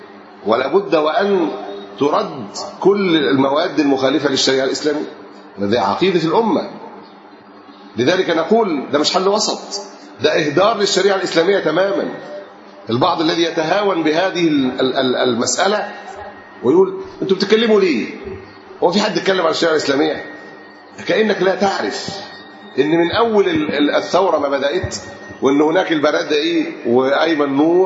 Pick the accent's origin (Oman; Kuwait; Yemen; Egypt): Egypt; Alexandria, Alexandria Governorate; احنا عندنا في اسكندرية التجار في أحد الشوارع قالوا